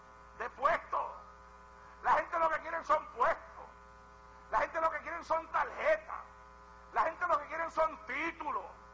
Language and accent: Spanish; Puerto Rico; now in United States; fue aquí en los Estados Unidos, vine a predicar de Puerto Rico acá y me invitaron a predicar en una iglesia